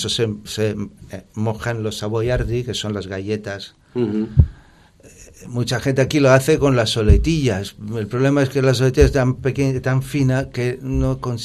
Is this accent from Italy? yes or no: yes; Messina, Sicily, Italy; Spanish is a second language; desde el pez espada, que es de donde soy yo, de Messina